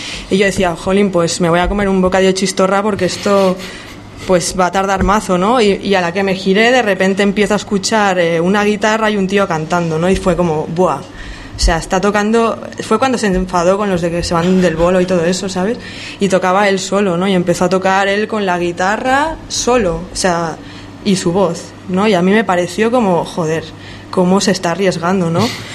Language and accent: Spanish; Lleida, Catalonia, Spain; yo soy de Lleida, fui a unos conciertos a Juneda, tenía 16 años